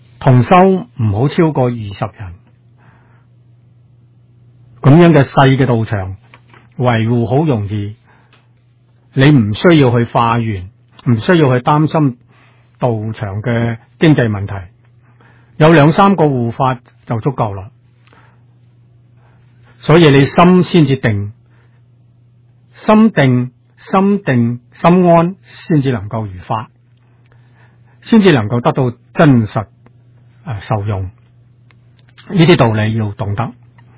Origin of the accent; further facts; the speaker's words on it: China; 我哋中國人古人常講啊，小時候屋企嘅老人又話俾我哋聽